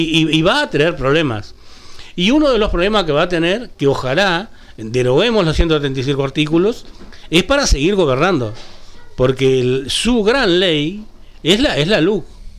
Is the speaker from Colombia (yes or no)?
no; interior, Uruguay; Yo que soy hombre de tierra adentro también, yo no soy capitalino.